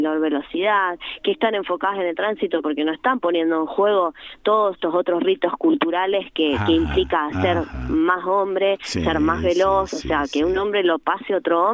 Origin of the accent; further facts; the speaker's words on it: Argentina; con mensajes o con sentidos que puedan unificarnos en un hacer como argentinos